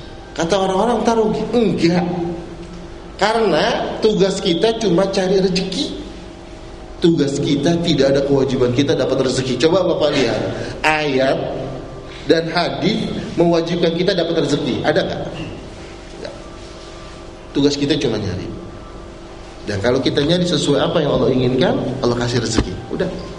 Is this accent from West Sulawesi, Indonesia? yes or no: no; Jakarta, Indonesia; Saya orang Betawi, Pak